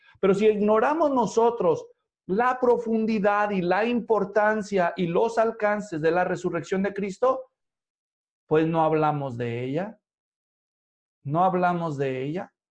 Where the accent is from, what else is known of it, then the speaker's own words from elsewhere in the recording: Mexico; el país, mi país de origen, México, tuvo elecciones.